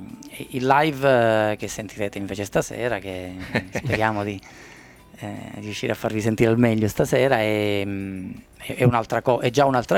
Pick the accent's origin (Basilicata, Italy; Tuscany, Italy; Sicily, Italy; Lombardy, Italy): Basilicata, Italy; moved away; also born or lived in Calabria; io non sono calabrese, in realtà sono nativo della Basilicata, ma mi sento ormai un calabrese di adozione perché sono lì da tanti tanti anni